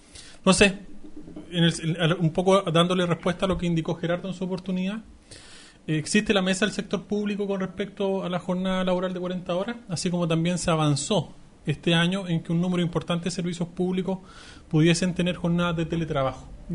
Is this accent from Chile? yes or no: yes; Chile; acá estamos los otros, que somos los chilenos.